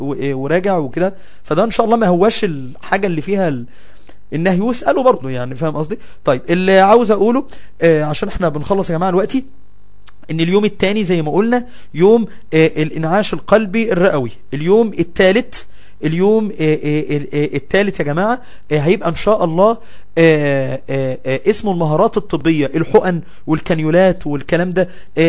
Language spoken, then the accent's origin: Arabic; Mansoura, Dakahlia, Egypt; احنا في المنصورة لان احنا من المنصورة، انا كنت في المنصورة